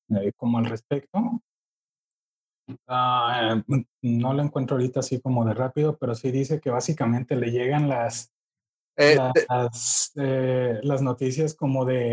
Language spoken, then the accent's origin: Spanish; Mexico; Para los que crecimos aquí en México.